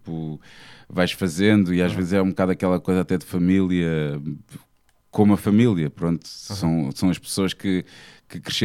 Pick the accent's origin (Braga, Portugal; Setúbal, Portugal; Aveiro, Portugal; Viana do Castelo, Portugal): Setúbal, Portugal; Almada; now in Lisbon, Portugal; Eu crescendo em Almada e mesmo estando aqui em Lisboa, um gajo safa-se muito bem de transportes públicos.